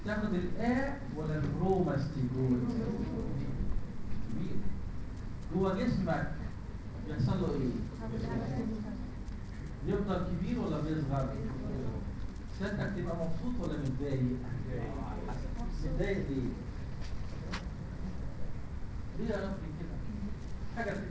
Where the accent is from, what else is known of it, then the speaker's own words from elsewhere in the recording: Egypt; سمينا الليشمانيا عندنا في مصر الليشمانيا إنفانتم إنفانت